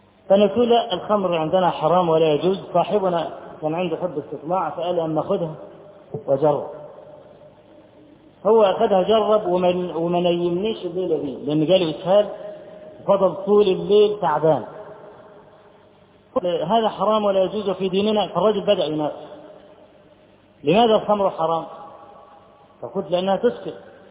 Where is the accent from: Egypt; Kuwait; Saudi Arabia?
Egypt; فرجل اول ما عرف ان انا من مصر